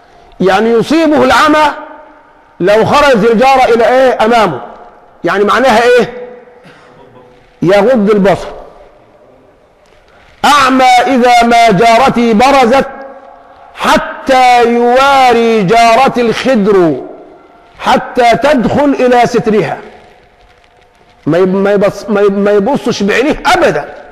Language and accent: Arabic; Egypt; العاطفة فينا كمصريين موجودة، موجودة من القديم